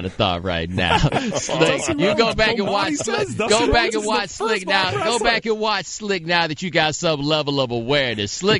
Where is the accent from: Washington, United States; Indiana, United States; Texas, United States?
Texas, United States; Houston; I'm from Houston.